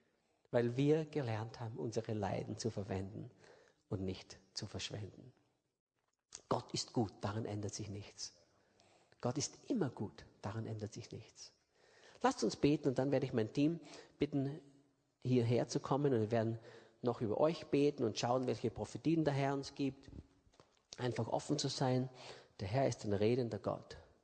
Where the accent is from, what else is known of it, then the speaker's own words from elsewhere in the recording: Austria; wie man bei uns in Österreich sagt, und Sudern.